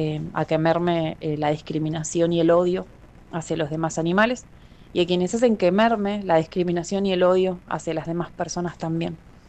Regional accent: Mar del Plata, Buenos Aires Province, Argentina; de Mar del Plata, activista por los derechos de los animales y ceramista.

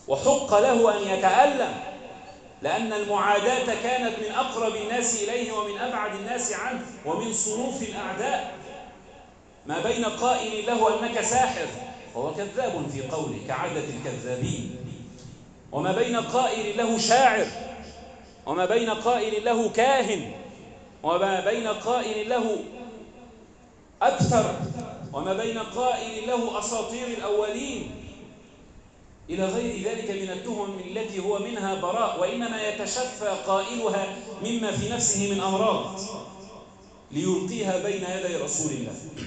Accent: Egypt; اللهم ارفع عنا الغلاء والبلاء والمحن والوباء، واجعل بلدنا مصر أمناً أماناً سخاءً رخاءً

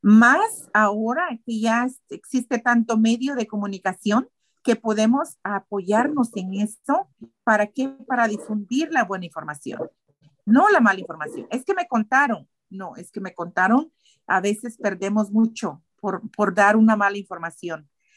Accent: Guatemala; Soy de Guatemala. He crecido de muchas maneras.

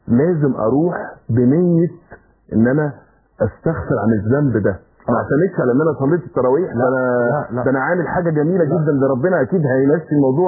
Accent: Egypt; اعتبار ان احنا كمصريين عندنا حته كل سنه طيب دي

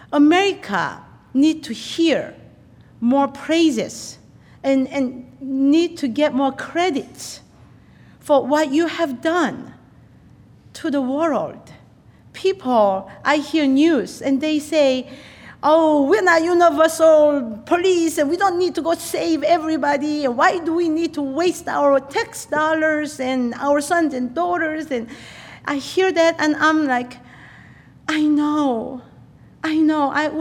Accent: South Korea; now in United States; I am from Korea, you know, please bear that in mind

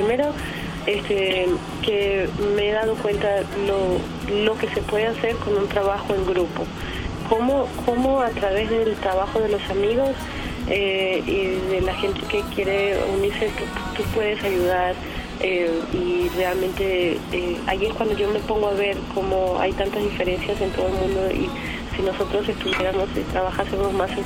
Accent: Mexico; yo también siento que vengo de México, también vengo de, porque he crecido en estos, todos estos países.

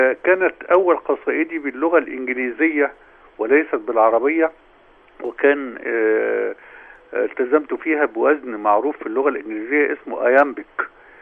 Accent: Damanhur, Beheira, Egypt; طبعا في بلدتي في دمنهور

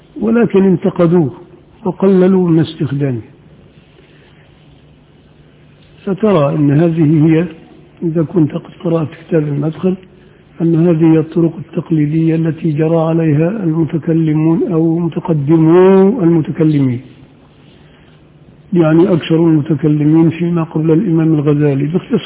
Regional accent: Upper Egypt, Egypt; إنما عندنا في الصعيد كده، الصعيد الأدنى

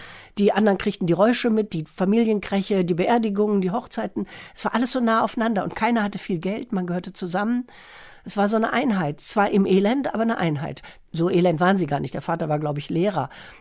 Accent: Wales, United Kingdom; aufgewachsen und ich kenne das, eine Gegend, die nach Kohlen riecht. Und ich habe zum ersten Mal seit meiner Kindheit in Wales wieder täglich große Kohlenautos rumfahren sehen.

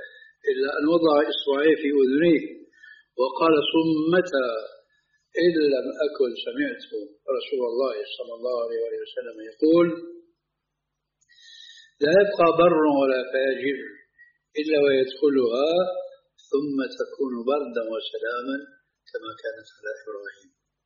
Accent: Syria; now in Jordan; ولو أمثلة هنا في الأردن وفي عندنا في سوريا

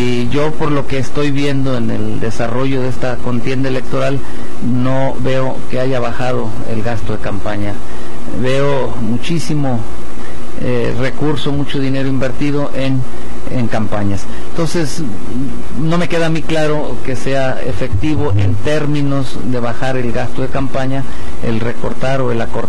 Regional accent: Tepic, Nayarit, Mexico; Yo tengo viviendo en Tepic casi 68 años. Yo nací aquí en Tepic, por ahí por el rumbo de la calle Zaragoza, zona centro.

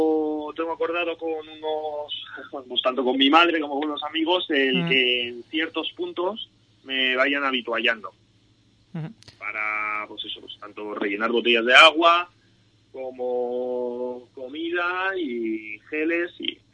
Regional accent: Madrid, Community of Madrid, Spain; yo, bueno, pues a que soy de Madrid

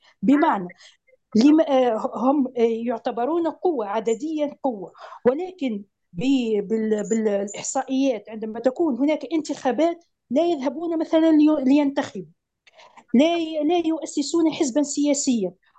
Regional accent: Tunisia; بما أني من تونس،

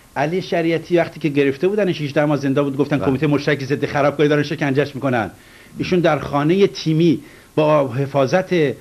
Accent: Iran; من از ایران اومدم شیعه هستم

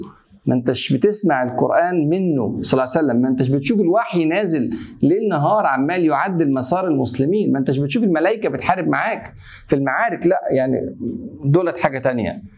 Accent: Egypt; زي ما كده بيقول عندنا في مصر اتعشت

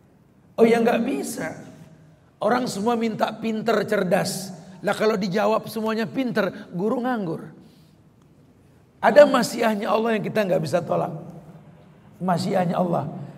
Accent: Jakarta, Indonesia; Kita lahir di Betawi nih bro. Gede di Jakarta.

